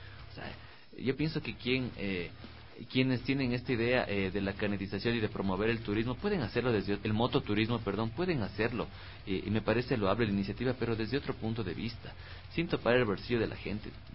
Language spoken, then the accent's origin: Spanish; Ecuador; yo ya conozco a mi gente, o sea, todos somos ecuatorianos